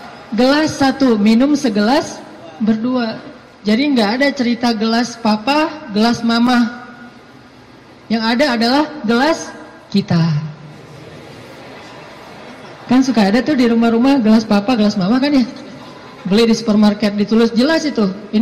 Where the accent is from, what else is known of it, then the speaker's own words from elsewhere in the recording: Aceh, Indonesia; also born or lived in Egypt; now in Bandung, Indonesia; Saya orang Aceh asli, anak dari orang tua yang mungkin bukan orang kaya, tapi tiba-tiba Allah mentakdirkan saya kuliah di Mesir, lalu pulang dari Mesir saya tinggal di Bandung.